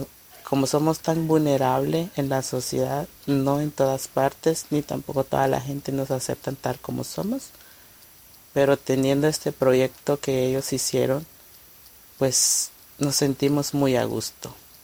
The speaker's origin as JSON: {"language": "Spanish", "country": "Guatemala", "said": "Soy de Guatemala. Tengo 26 años de edad."}